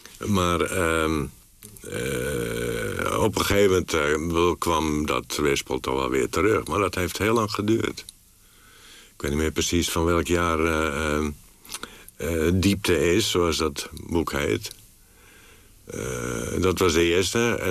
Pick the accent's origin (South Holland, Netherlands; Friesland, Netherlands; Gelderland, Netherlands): Friesland, Netherlands; accent: Frisian; Ik had alleen mijn accent tegen. Dus bij de eerste beste uitspraak van mij... wisten de mensen wel dat ik uit Friesland kwam.